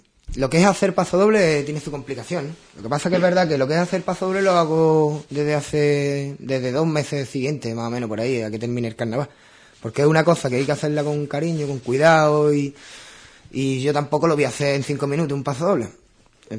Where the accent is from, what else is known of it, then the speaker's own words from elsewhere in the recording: Ubrique, Andalusia, Spain; todos los que somos de Ubrique estamos en España